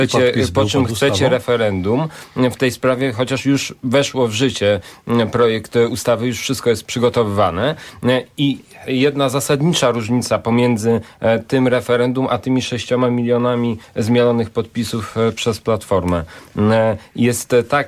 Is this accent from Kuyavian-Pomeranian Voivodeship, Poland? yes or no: yes; Bydgoszcz, Kuyavian-Pomeranian Voivodeship, Poland; Ja jestem z Bydgoszczy